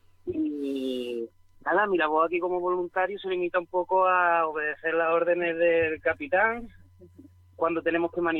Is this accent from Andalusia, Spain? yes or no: yes; Antequera, Andalusia, Spain; vengo desde Antequera.